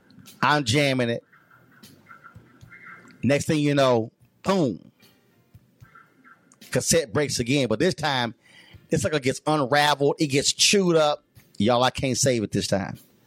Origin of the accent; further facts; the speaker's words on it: Houston, Texas, United States; I grew up in Houston, Texas, and that was a public radio station, KUHT.